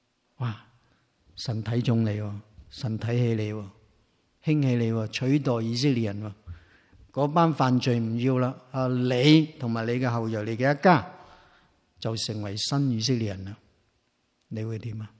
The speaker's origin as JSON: {"language": "Chinese", "country": "China", "said": "我是一个中国人，我是一个中国的基督徒"}